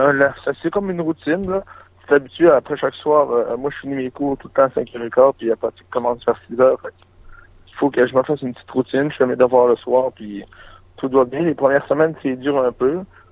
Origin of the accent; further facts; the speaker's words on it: Saint-Félicien, Quebec, Canada; Ah, je viens de Saint-Félicien.